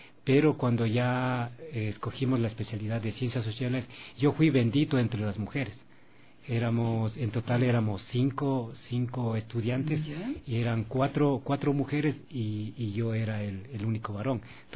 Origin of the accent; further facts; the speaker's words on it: Baeza, Napo, Ecuador; born there; Y bueno, yo nací en Baeza.